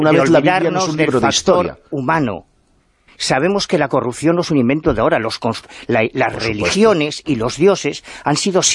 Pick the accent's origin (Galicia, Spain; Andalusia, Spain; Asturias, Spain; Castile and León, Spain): Galicia, Spain; Yo soy gallego, estoy harto de ver petroglifos en Galicia